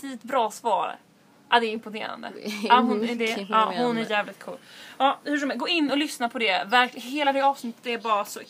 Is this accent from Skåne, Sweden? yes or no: yes; Limhamn, Skåne, Sweden; jag växte upp i Limhamn. Gick på, vad heter det, Linnéskolan.